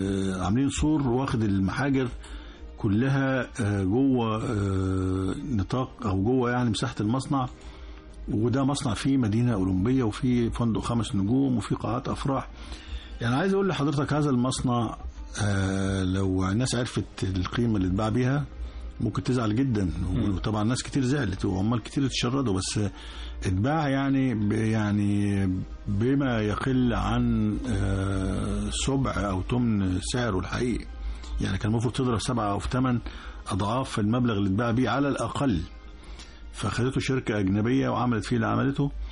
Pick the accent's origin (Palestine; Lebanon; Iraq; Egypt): Egypt; Asyut, Asyut Governorate; طبعا أنا يعني أنا بلدي أسيوط